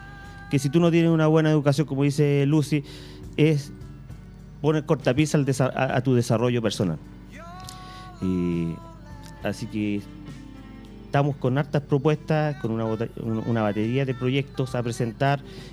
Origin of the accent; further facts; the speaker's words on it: Puente Alto, Santiago Metropolitan Region, Chile; born there; Con mucho orgullo estoy acá en Maipú, porque yo nací en Maipú. O sea, en Puente Alto. Aquí en Puente Alto, en el tranque.